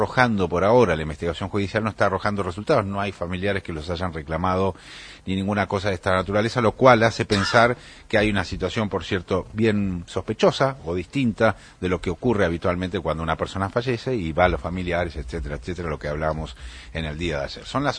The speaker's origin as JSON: {"language": "Spanish", "town": "Rosario", "region": "Santa Fe", "country": "Argentina", "said": "vos sabés que yo soy rosarino"}